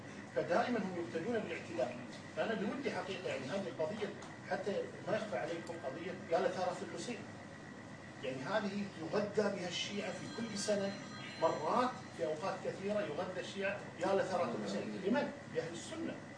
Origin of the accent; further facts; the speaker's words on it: Kuwait; وما في اي مشكله كان عندنا في الكويت.